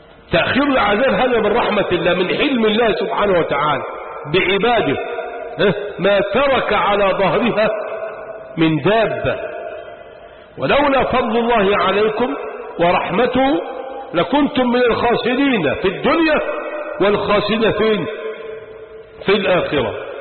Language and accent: Arabic; Sharqia Governorate, Egypt; يا عم باكل بس انا راجل شرقاوي